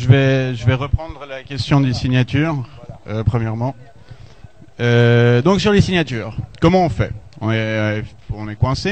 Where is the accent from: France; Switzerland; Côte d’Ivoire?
Switzerland; Vous l'avez compris, je suis suisse.